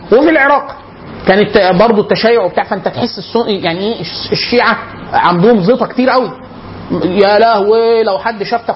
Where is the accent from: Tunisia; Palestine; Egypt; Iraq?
Egypt; Upper Egypt; انا عشان من الصعيد في مناطق، في عندنا مسجد كبير